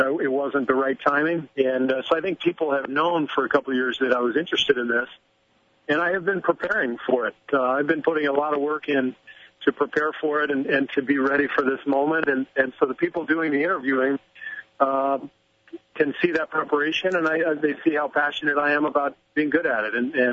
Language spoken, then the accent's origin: English; California, United States; I'm from California. I've got family out here.